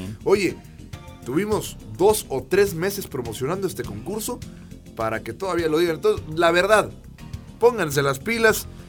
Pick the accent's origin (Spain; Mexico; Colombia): Mexico; más allá de que somos mexicanos y que a veces hacemos las cosas a última hora